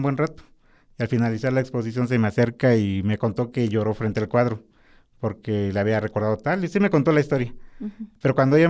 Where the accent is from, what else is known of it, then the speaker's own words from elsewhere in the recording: Oaxaca, Mexico; porque pues yo soy de Oaxaca, ¿no?